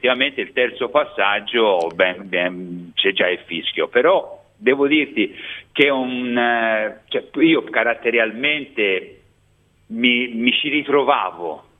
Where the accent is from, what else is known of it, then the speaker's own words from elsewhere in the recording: Florence, Tuscany, Italy; sono cresciuto a Firenze